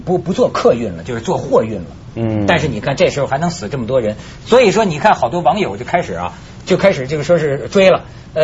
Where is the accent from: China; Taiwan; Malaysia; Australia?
China; Shandong; 就是这个我们老家呀、啊，山东啊